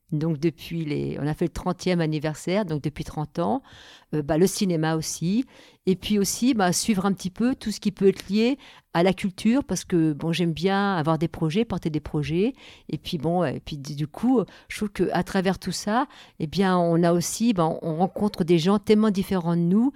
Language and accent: French; Le Havre, Normandy, France; moved away as an adult; now in La Bresse, France; Alors, je viens du Havre. Je suis arrivée à la Bresse il y a 42 ans.